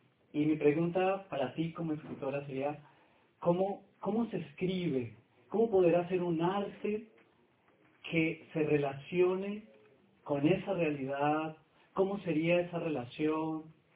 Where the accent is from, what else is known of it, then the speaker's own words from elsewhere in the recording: Colombia; now in Mexico; yo soy colombiano y estudio en México, he hecho mi maestría y actualmente hago mi doctorado y le debo mucho a México.